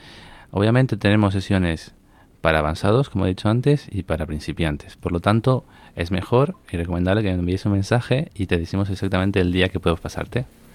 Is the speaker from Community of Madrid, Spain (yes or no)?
yes; Madrid, Community of Madrid, Spain; Se llama Life Code Math porque somos de Madrid